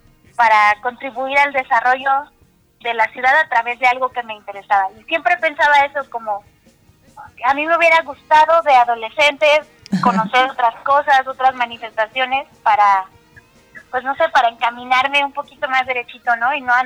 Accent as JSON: {"language": "Spanish", "town": "Taxco", "region": "Guerrero", "country": "Mexico", "said": "organizando actividades en Taxco, que es de donde soy."}